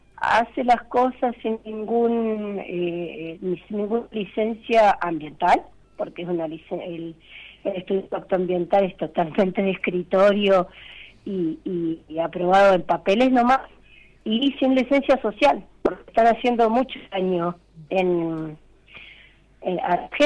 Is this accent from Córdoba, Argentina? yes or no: yes; Molinari, Córdoba, Argentina; yo soy de Molinari